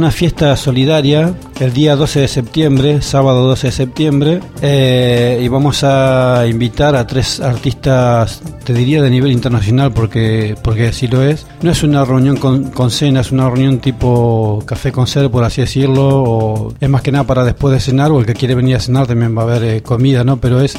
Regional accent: Argentina; por cómo somos muchos argentinos

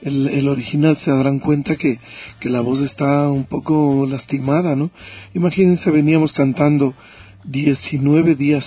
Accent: Quito, Pichincha, Ecuador; born there; Yo nací en Quito.

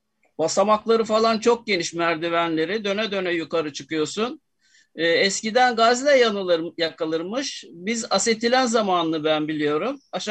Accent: Istanbul, Turkey; Ama ben Fenerbahçe feneri hakkında konuşayım doğup büyüdüğüm yer olarak.

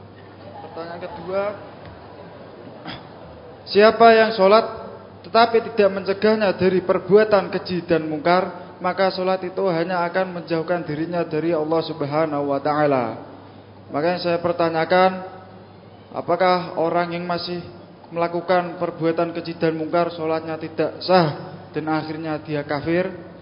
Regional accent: Pati, Central Java, Indonesia; Di daerah saya, Pati, Jawa Tengah

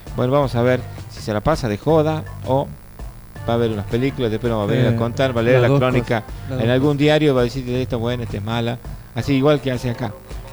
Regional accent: Argentina; si ganan y si pierden nos vamos a putear, como buen argentino.

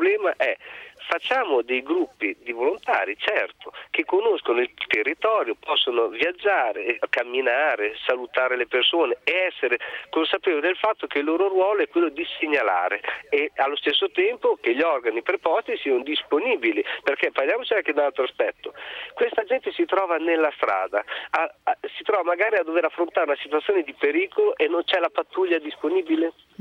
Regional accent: Bologna, Emilia-Romagna, Italy; sono di Bologna, lavoro in polizia

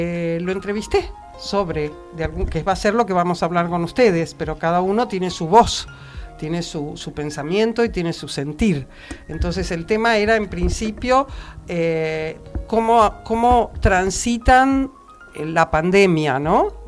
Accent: Buenos Aires, Argentina; yo conozco Buenos Aires, pues yo soy de Buenos Aires.

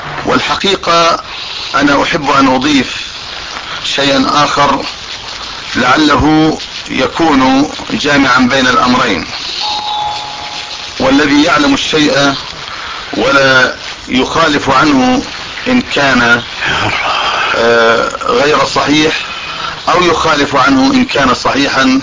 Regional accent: Amman, Amman Governorate, Jordan; ان يمن علينا بهذا اللقاء او باللقاء في بلدنا عمان

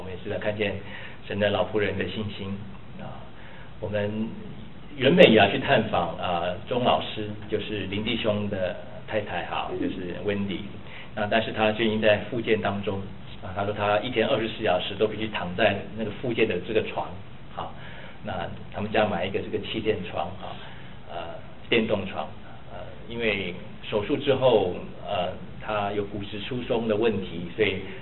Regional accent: China; 为什么我们中国人都会说哈，这个夫妻吵架的时候

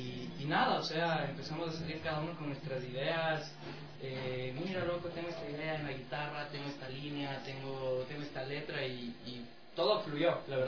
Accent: Ecuador; todos somos ecuatorianos, solo el caballero aquí es semi-venezolano

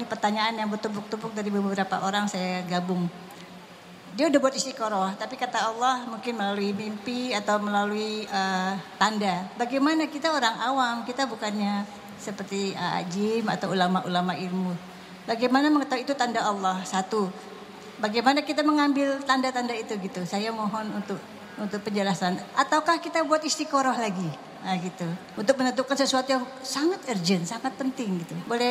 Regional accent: Jakarta, Indonesia; dari Jakarta.

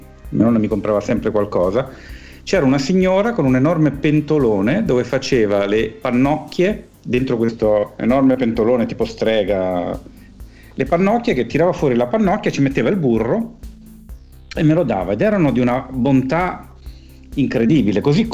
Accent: Milan, Lombardy, Italy; also born or lived in Naples; io come sapete sono di nascita napoletano, sebbene sia cresciuto a Milano fin da quando avevo, credo, un mese, quindi tutti i miei ricordi sono milanesi

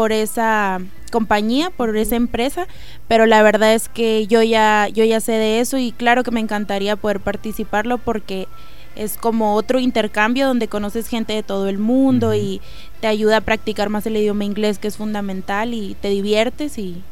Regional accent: Mexico; en México sí es como... Es mejor, ahí trabajo con... Sí, viva, claro, México. Porque estoy en mi país

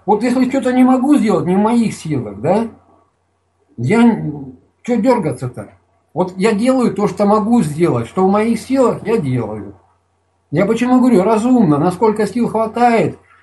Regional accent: Kaliningrad Oblast, Russia; born there; Я родился в СССР, и я гражданин СССР. Там написал в этом договоре. Где есть гражданство указывает, я пишу гражданин СССР. Где родился, я пишу СССР. Добавляю Калининградская область, РСФСР, СССР.

